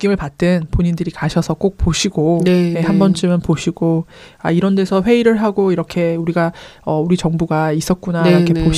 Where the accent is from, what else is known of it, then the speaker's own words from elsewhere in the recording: South Korea; 제가 한국 사람이다 보니까